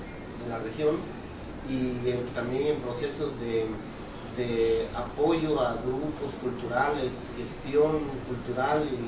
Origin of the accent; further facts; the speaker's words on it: Pochutla, Oaxaca, Mexico; yo soy de Pochutla. Pues es esta misma costa, ¿no? De aquí hasta Huatulco